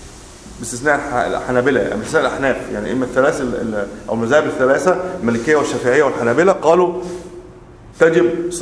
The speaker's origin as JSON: {"language": "Arabic", "country": "Egypt", "said": "ممكن عندنا في مصر التمر هو ليس بغالب اللي عندنا الرز مثلا"}